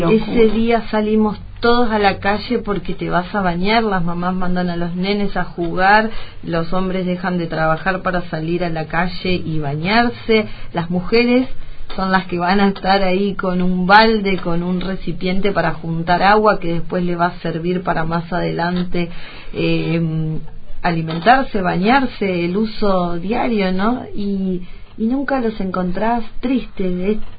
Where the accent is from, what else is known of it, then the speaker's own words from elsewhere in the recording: Argentina; Sé que en mi país también hay muchos pueblos que se les complica, o sea, la idea mía es poder ayudar con ese libro a pueblos de Argentina